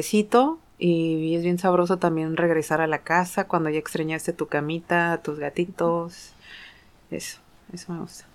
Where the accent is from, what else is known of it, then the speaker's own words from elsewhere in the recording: Sayula, Jalisco, Mexico; born there; Mi niñez, pues, nací en Sayula, Jalisco. Mi mamá siempre me dijo que en Guadalajara, pero descubrí que nací en Sayula, Jalisco, lo cual está bien chido.